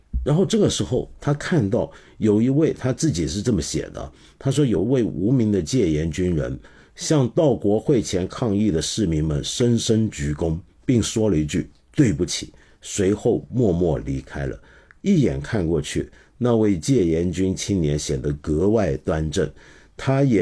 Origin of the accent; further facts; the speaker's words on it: Hong Kong; 基本上就是我们香港话讲，广东人讲的话叫做黑州